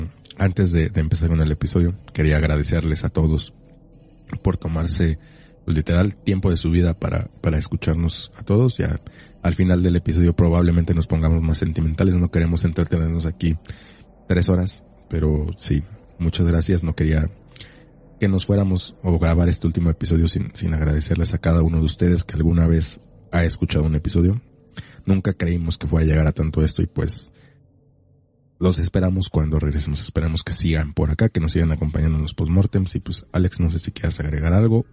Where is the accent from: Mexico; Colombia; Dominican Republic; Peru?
Mexico; esas historias que todos, como mexicanos, como niños chiquitos, como personas en una peda, alguna vez escuchamos